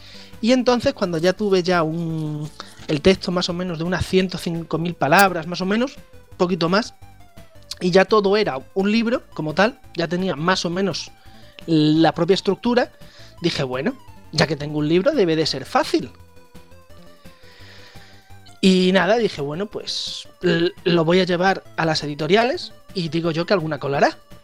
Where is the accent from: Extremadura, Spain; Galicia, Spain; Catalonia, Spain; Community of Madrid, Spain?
Extremadura, Spain; Badajoz; yo me teníais a mí que ver en Hacienda de mi ciudad natal, Badajoz